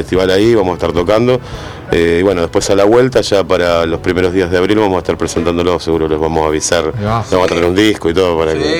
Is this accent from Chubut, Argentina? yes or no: no; Quilmes, Buenos Aires Province, Argentina; Nosotros somos de Quilmes, fundamentalmente, Espeleta, de la zona de Solano, Almirante Brown, y de Avellaneda. Hay dos que somos de Avellaneda, Bernal ahí.